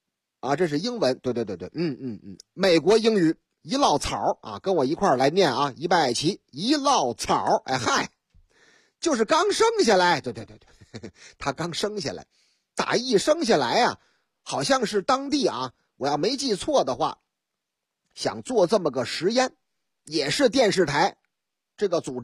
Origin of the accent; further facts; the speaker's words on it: Shanghai, China; 说这个我老家上海啊